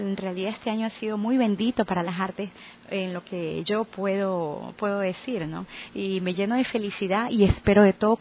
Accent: Guayaquil, Guayas, Ecuador; born there; now in Santa Elena, Ecuador; yo soy guayaquileña de nacimiento, pero santalenense de corazón. Tengo en la provincia de Santa Elena ya radicada alrededor de 19 años.

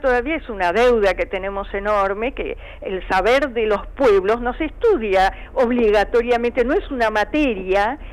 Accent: Argentina; ¿cuántos somos los argentinos?

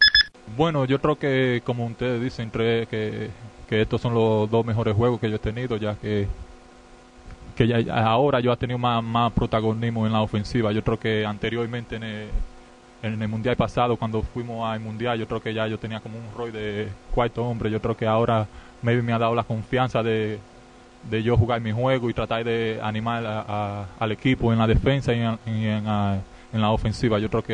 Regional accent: Argentina; como uno viene de lejos, yo vengo de Argentina, otros vienen de España y todo eso

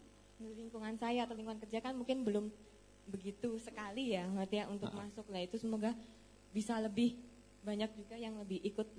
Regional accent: Purworejo, Central Java, Indonesia; Kalau asal saya dari Purworejo.

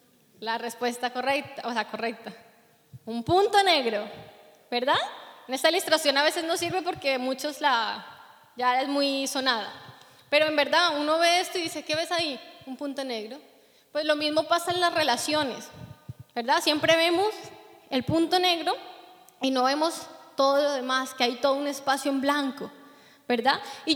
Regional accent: Colombia; saben que soy colombiana

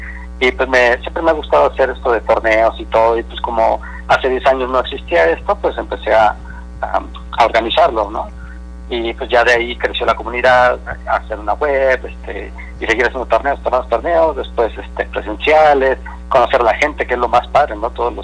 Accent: Guadalajara, Jalisco, Mexico; soy de Guadalajara, tengo 31 años

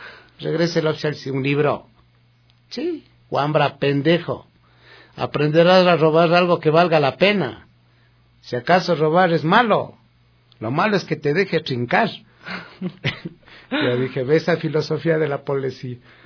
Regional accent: Quito, Pichincha, Ecuador; algunos dicen que soy quiteño de cepa. Sepa usted que yo no soy quiteño de cepa. Mi mamacita es de Toacaso. Mi papá, que en paz descanse, era de Ambato.

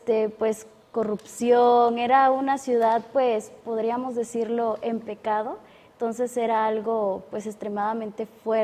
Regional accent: Oaxaca, Mexico; estudio la carrera de Comunicación y Medios y soy originaria del estado de Oaxaca.

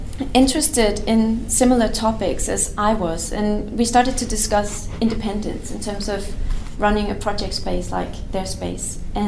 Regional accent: Denmark; moved away as an adult; now in Istanbul, Turkey; You know, I grew up in Denmark, and I've primarily been working in a Nordic context.

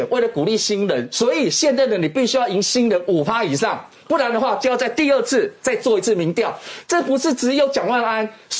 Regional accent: Taiwan; 我们台湾人很重视这个先人的拜拜或怎么样

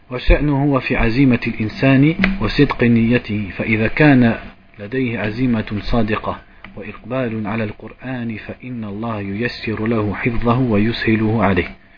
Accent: France; comme nous on est de France, on est des fainéants, ça veut dire on n'est pas des Indiens ou des Yéménites.

